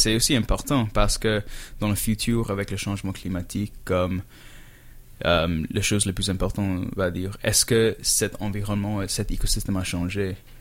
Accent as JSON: {"language": "French", "country": "India", "lives_now": "Canada", "said": "C'est vrai, parce que moi, je viens de l'Inde."}